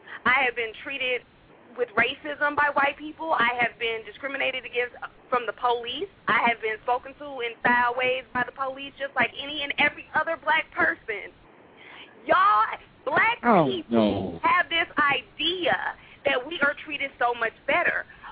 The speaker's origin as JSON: {"language": "English", "town": "Los Angeles", "region": "California", "country": "United States", "tie": "born or raised there", "said": "I grew up in Los Angeles."}